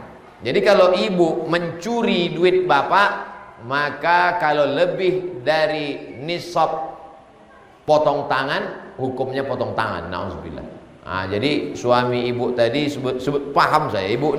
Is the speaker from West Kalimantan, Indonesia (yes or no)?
no; West Sumatra, Indonesia; Saya orang Minang, punya anak laki-laki dan perempuan.